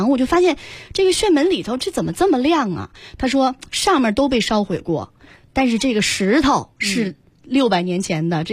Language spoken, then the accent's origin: Chinese; Beijing, China; 别人啊来咱北京是不远万里、不远千里，还得坐飞机来，但是作为一个北京人啊。